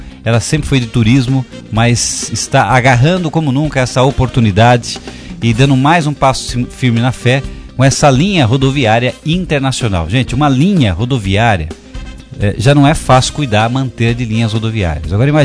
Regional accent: São Paulo, Brazil; Sou de São Paulo.

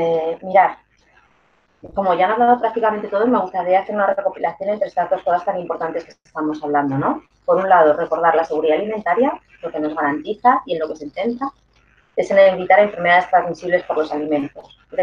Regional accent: Community of Madrid, Spain; Yo soy de la Comunidad de Madrid, que es donde me muevo.

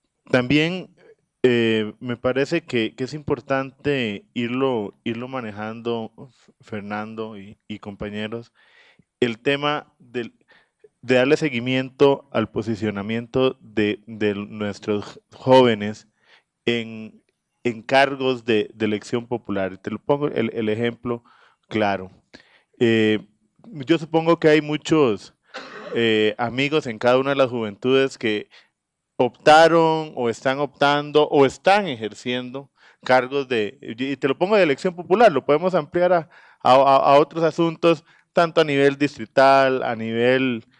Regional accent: Puntarenas, Costa Rica; born there; encabecé papeleta en la provincia de Punta Arenas, de donde soy natal

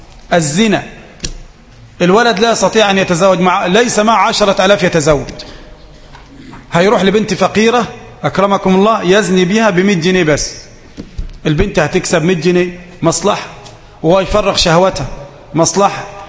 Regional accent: Egypt; ممكن عندنا في مصر مثلا يعني نعمل اصطلاح إذا كانت خضراء نقف وزرقاء نمشي؟

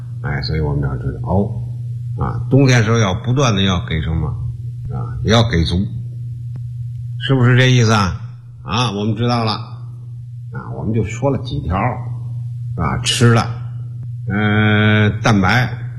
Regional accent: China; 我们觉得我们中国人呢，如果饮食慢慢朝着这条正确的路线来去走

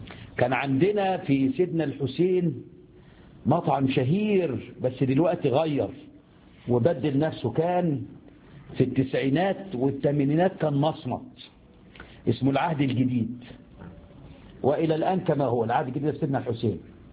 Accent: Egypt; في حاجة عندنا في مصر اسمها سمين

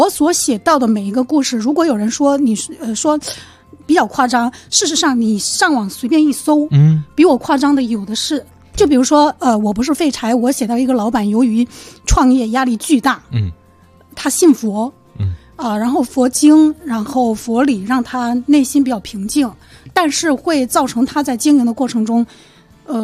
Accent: Fujian, China; now in Beijing, China; 其实我也是个北漂，对吧？我是福建人，然后，年轻的时候来到北京，然后在这个大城市生存

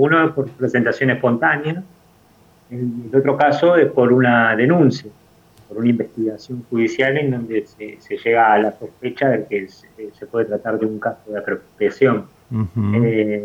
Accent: Campo de Mayo, Buenos Aires Province, Argentina; born there; la gestación haya sido dentro del centro clandestino de detención, que fue Campo de Mayo, donde ellos estuvieron detenidos, que fue el lugar donde yo nací también.

